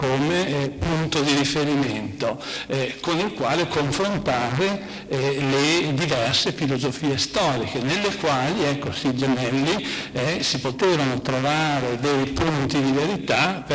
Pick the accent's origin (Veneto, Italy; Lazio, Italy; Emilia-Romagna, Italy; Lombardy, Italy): Veneto, Italy; Padua; Sono chiamato in causa in quanto padovano